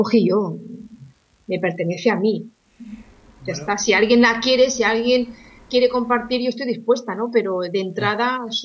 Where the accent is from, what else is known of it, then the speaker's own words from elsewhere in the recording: Spain; porque estoy como muchos españoles y la verdad está la cosa complicada.